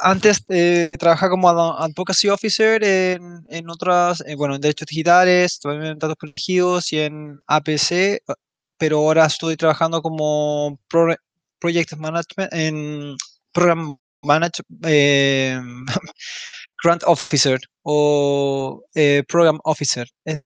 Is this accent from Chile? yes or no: yes; Chile; now in Brussels, Belgium; soy chileno, vivo actualmente en Bruselas, Bélgica